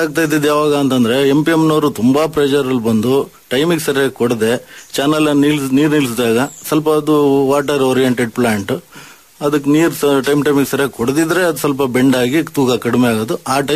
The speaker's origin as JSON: {"language": "Kannada", "town": "Narasimharajapura", "region": "Karnataka", "country": "India", "said": "ನಾವು ಮೂಲತಃ ಅಂದ್ರೆ ಜಾಸ್ತಿ ನಾವು ಎನ್ನಾರ್ಪುರ ಮಲೆನಾಡು ಕಡೆಯವರು, ಮುಳುಗಡೆ ಭಾಗದವ್ರು."}